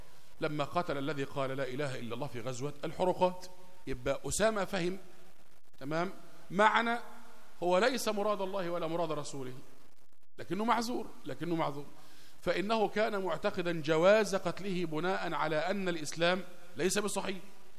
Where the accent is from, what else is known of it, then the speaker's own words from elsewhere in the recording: Egypt; يعني مثلا عندنا في مصر مثلا هنا لما تطلب من واحد حاجة يقول لك إيه ماشي